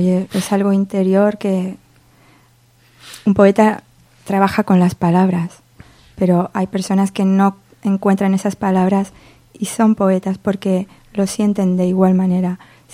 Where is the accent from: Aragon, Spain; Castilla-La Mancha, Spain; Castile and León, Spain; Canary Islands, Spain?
Castilla-La Mancha, Spain; Socuéllamos; Soy muy de Socuéllamos. Lo quiero mucho.